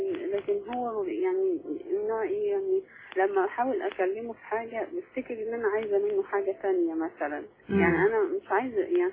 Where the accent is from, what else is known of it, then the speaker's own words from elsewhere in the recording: Cairo, Cairo Governorate, Egypt; انا اصلا من القاهرة بس انا دلوقتي عايشة في الجنوب يعني جنوب مصر